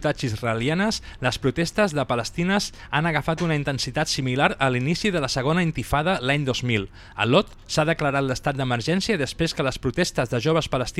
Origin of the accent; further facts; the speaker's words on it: Catalonia, Spain; I a més, ens agrada narrar-ho en català. Som catalans